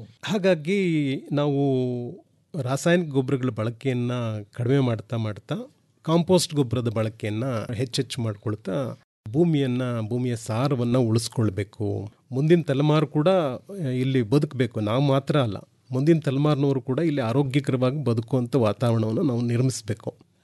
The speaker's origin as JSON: {"language": "Kannada", "town": "Hole Narasipura", "region": "Karnataka", "country": "India", "tie": "born or raised there", "said": "ಸ್ವಯಂ ನಿವೃತ್ತಿಯನ್ನು ಪಡ್ಕೊಂಡು ಹೊಳೆ ನರಸೀಪುರಕ್ಕೆ ಬಂದೆ. ಅದು ನನ್ನ ಸ್ವಂತ ಊರು."}